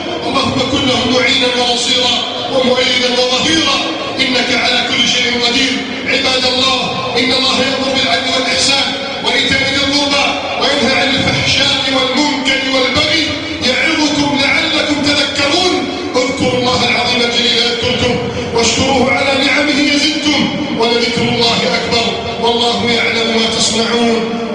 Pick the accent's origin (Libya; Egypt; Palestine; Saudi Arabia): Egypt; اللهم احفظ بلدنا مصر من كيد الكائدين